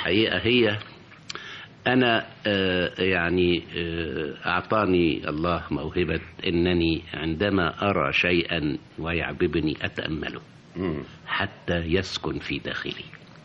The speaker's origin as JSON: {"language": "Arabic", "town": "Abu Tig", "region": "Asyut Governorate", "country": "Egypt", "tie": "born or raised there", "said": "وأنا نشأت يعني في الصعيد، إنما يعني كان عالم القاهرة وما يجري"}